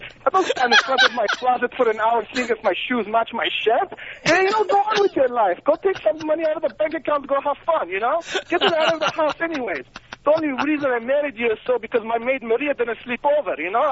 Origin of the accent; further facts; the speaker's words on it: Iran; I'm from Iran. I'm Iranian.